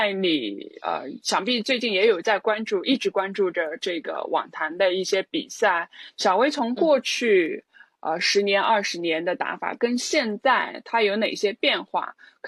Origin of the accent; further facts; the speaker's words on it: China; 可能对于我们中国人来说，虽然网球运动员更重要的是四大满贯赛事，但我们还是会更加注重一些奥运会